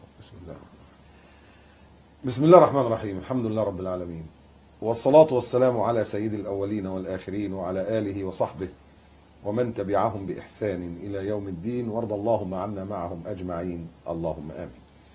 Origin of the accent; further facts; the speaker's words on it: Egypt; moved away as an adult; يعني أنا مصري ومواليد مصر، وعشت في مصر وتربيت في مصر، وبعدين سبت مصر 2001، سبتها وما كنتش عارف ان انا مش هرجع.